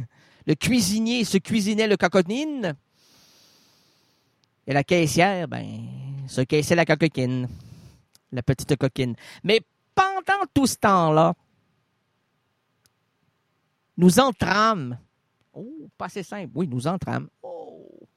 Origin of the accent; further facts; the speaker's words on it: Quebec, Canada; non, on est québécois